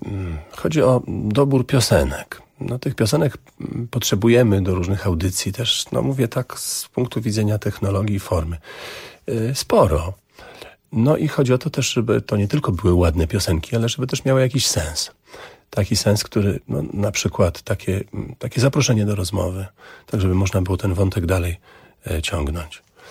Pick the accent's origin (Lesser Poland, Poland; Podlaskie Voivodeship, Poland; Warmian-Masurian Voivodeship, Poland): Podlaskie Voivodeship, Poland; Augustów; taką podróż samochodem z Warszawy do Augustowa, do mojego rodzinnego miasta, do moich rodziców